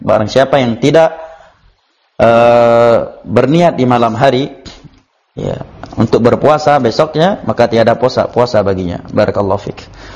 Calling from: Bandung, West Java, Indonesia; saya dari Bandung

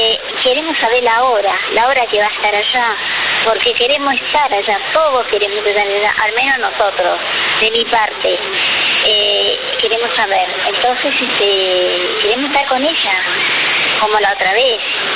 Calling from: Lanús, Buenos Aires Province, Argentina

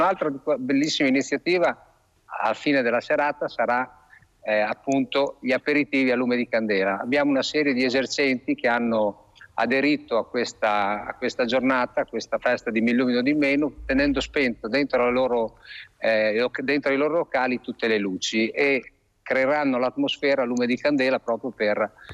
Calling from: Forlì, Emilia-Romagna, Italy; Siamo da Forlì, siamo nella piazza Safi, nella bella piazza di Forlì.

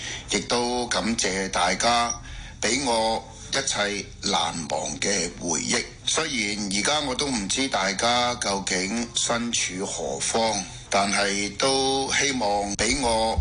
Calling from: Ohio, United States; 最后我想介绍一下我自己，我是来自俄亥俄州的

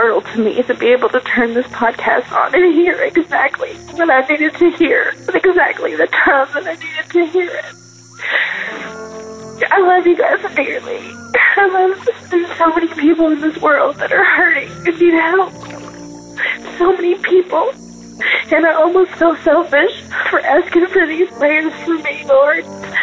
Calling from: Kentucky, United States; I'm calling from Kentucky.

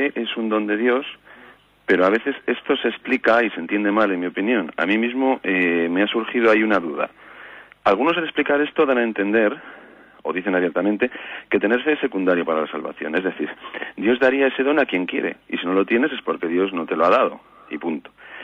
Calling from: Vitoria, Basque Country, Spain; de Vitoria.

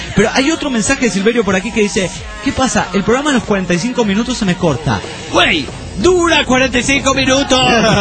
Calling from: Trelew, Chubut, Argentina; de Trelew, nuevamente

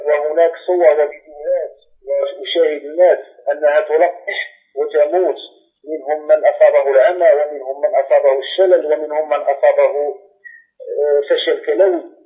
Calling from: Morocco; أنا أكلمك من المغرب.

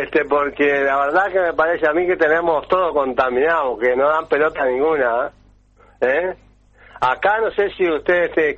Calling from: Minas, Lavalleja, Uruguay; de Minas, La Valleja.

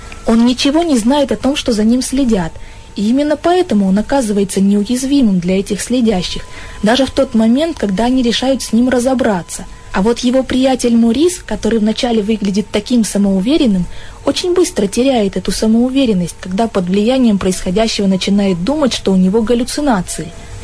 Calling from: Chelyabinsk, Chelyabinsk Oblast, Russia; я из Челябинска.

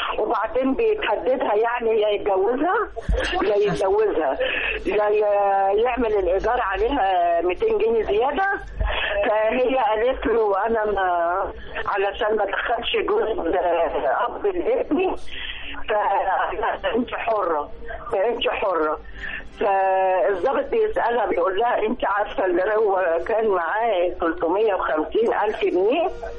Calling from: Alexandria, Alexandria Governorate, Egypt; انا من اسكندريه يا حبيب قلبي

